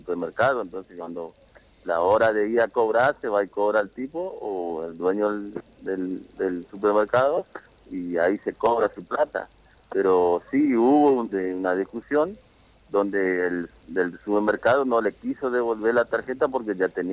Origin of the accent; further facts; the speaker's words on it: Colonia Aborigen, Chaco, Argentina; now in Quitilipi, Argentina; nosotros venimos de una localidad del campo, en Colonia Aborigen, en el lote 39